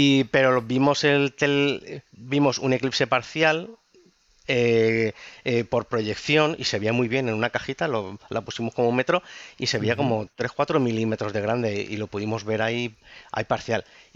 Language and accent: Spanish; Ávila, Castile and León, Spain; Con 14 años, yo, iluso de mí, salí con el … allí en mi pueblo, allí en Ávila